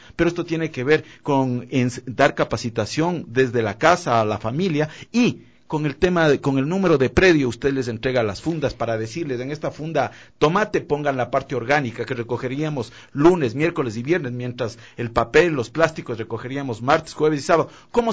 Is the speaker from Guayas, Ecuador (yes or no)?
no; Quito, Pichincha, Ecuador; el orgullo quiteño, el creer que nosotros somos una ciudad caótica y no podemos como quiteños sacarla adelante